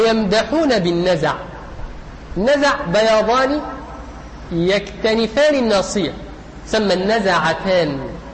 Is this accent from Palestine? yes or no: no; Egypt; يعني نحن كمصريين